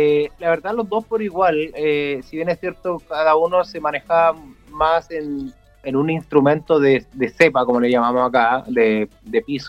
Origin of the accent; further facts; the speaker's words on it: Chile; now in Santiago, Chile; salir del pueblo, que ya era un desafío, y me fui a la capital de Chile, a Santiago, a estudiar producción musical.